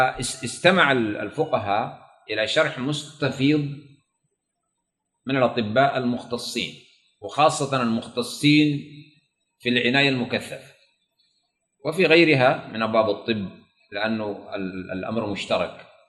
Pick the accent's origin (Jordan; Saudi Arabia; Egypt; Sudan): Sudan; وعندنا في السودان فيه إشكالية